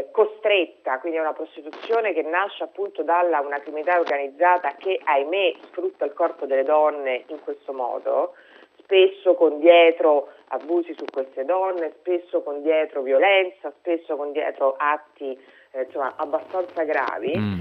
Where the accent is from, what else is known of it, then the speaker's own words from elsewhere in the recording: Rome, Lazio, Italy; io sono di Roma, vivo a Roma, quindi conosco bene la mia città